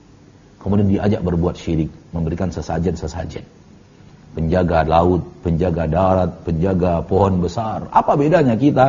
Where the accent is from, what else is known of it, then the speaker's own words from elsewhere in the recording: South Sulawesi, Indonesia; Saya hamba Allah dari Sulawesi Selatan, Bugis.